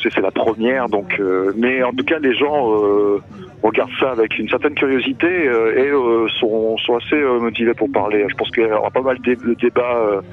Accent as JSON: {"language": "French", "town": "Tours", "region": "Centre-Val de Loire", "country": "France", "said": "Moi, je viens de Tours, qui est à côté, ouais. Dans l'Indre-et-Loire"}